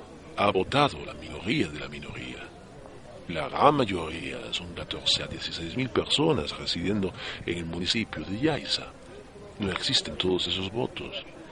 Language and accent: Spanish; Germany; yo, como usted acaba de decir, vengo de Alemania. Son muchos años viviendo allí